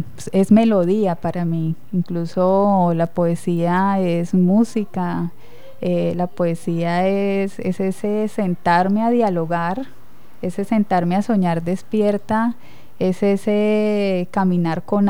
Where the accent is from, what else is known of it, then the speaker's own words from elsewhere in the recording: Villavicencio, Meta, Colombia; Bueno, soy de Villavicencio, de profesión abogada